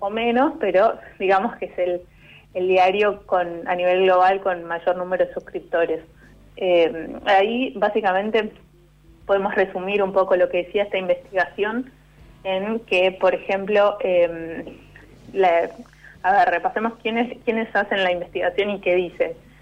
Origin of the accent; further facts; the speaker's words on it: Corrientes, Argentina; Es como la abreviatura de Corrientes, porque soy correntina.